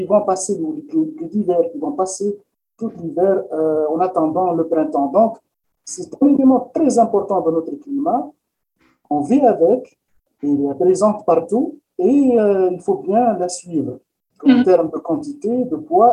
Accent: Quebec, Canada; chez nous au Québec

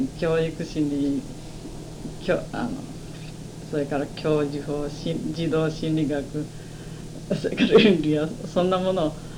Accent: Takahashi, Okayama, Japan; 岡山県。

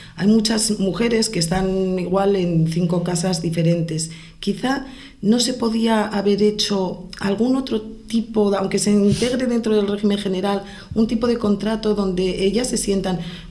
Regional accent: Pamplona, Navarre, Spain; soy de Pamplona, he conocido gente con 6 trabajos diferentes.

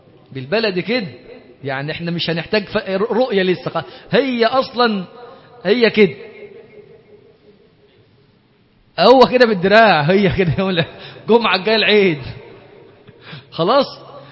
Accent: Monufia Governorate, Egypt; انا مثلا انا من المنوفيه اصلا، احنا كان الرز ده عندنا هناك لا نعرفه ولا نراه الا يوم السبت

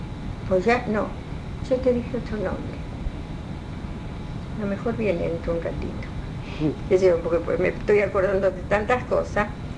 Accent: Rosario, Santa Fe, Argentina; soy rosarina, por supuesto.

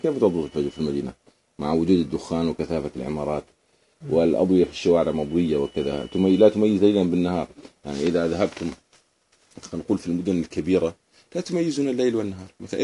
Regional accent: Jordan; عندنا في الصحراء في وادي رم، لأنه الجو صافي

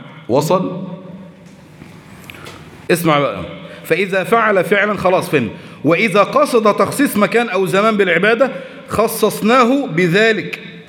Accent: Egypt; ده احنا مصريين، مصر ام الدنيا

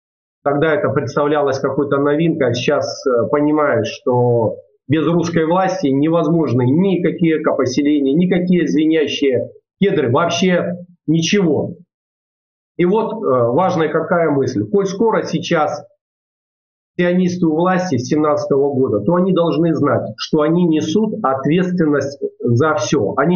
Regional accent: Tulun, Irkutsk Oblast, Russia; на моей малой родине, в городе Герои Тулуни Иркутской области, по улице Лыткина, 66

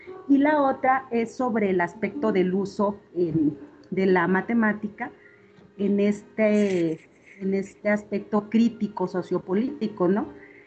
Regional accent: Zacatecas, Mexico; soy de Zacatecas.

